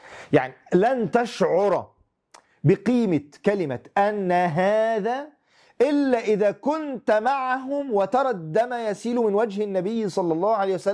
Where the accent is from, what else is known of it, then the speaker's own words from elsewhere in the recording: Syria; تخيل يعني في بلادنا سوريا الحبيبة وما تعاني من قضايا ومشاكل وابتلاءات